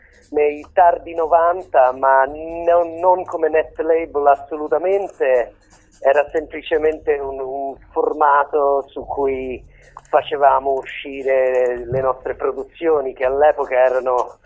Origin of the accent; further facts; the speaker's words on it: England, United Kingdom; Italian is a second language; now in Rome, Italy; io sono inglese in verità, però in questo momento vivo a Roma.